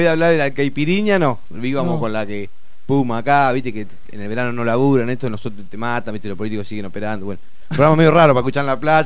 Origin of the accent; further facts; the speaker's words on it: Necochea, Buenos Aires Province, Argentina; Yo soy de Necochea, loco, de la costa.